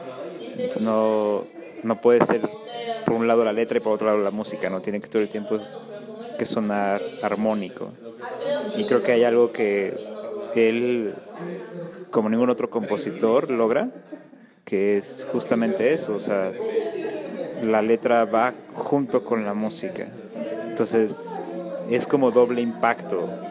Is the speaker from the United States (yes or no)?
no; Mexico City, Mexico; De la Ciudad de México.